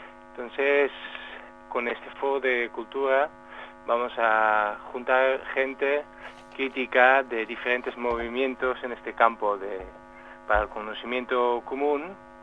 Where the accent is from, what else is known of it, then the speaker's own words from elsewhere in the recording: Netherlands; Spanish is a second language; soy holandés y en los últimos años hemos estado viviendo en Ámsterdam